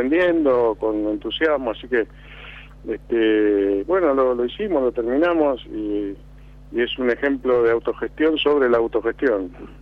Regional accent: Lanús, Buenos Aires Province, Argentina; yo soy de Lanús, siempre he andado por la zona

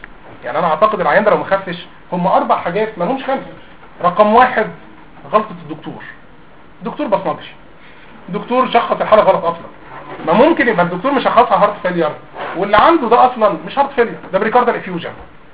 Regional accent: Egypt; زرع القلب على فكره والليفر في الصين ارخص من زرع الفول عندنا في مصر

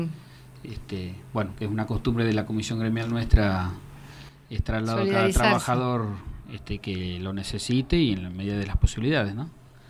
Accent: Buenos Aires, Argentina; Nosotros somos acá de Capital, Gran Buenos Aires

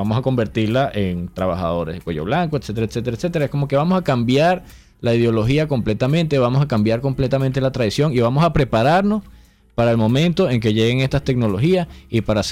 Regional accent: Venezuela; ay, somos venezolanos y nosotros hacemos las cosas así o así

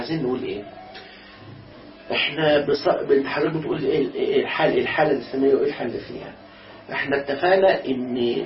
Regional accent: Alexandria, Alexandria Governorate, Egypt; أنا أصلاً اسكندراني

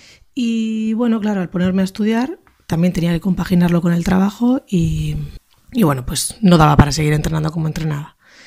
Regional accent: Basque Country, Spain; Soy nacida y criada en España, en concreto en País Vasco.

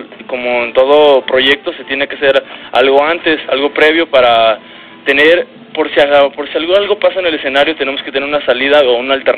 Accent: State of Mexico, Mexico; De hecho, pues nosotros somos del Estado de México y cada vez que vamos para allá son reventones

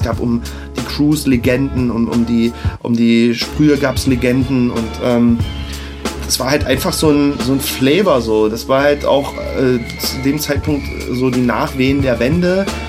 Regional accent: Leipzig, Saxony, Germany; ich bin ja in Leipzig-Grünau aufgewachsen, Plattenbausiedlung

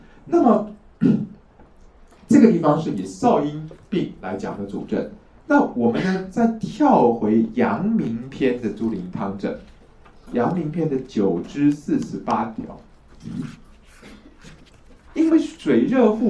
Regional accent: China; 但这也是我们中国人的一种迷信啊

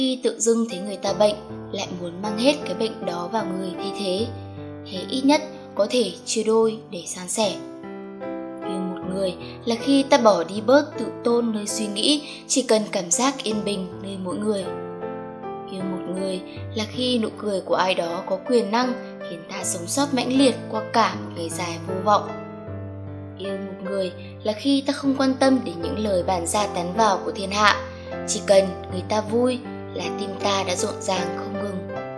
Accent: Saigon, Ho Chi Minh City, Vietnam; born there; accent: Southern Vietnamese; Quê tôi là ở Hà Nội, nhưng tôi sinh ra ở Sài Gòn. Cả gia đình tôi nói tiếng Bắc, chỉ mình tôi trơ trọi nói tiếng Nam.

